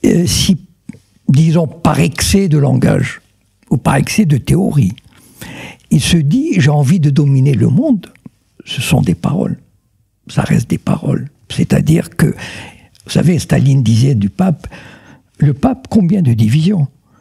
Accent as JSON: {"language": "French", "country": "Morocco", "said": "D'abord, moi je viens du Maroc."}